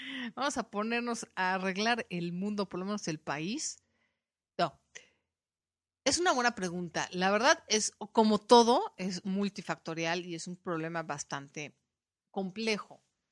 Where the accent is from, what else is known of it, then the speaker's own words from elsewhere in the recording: Mexico; por lo menos en mi país, en México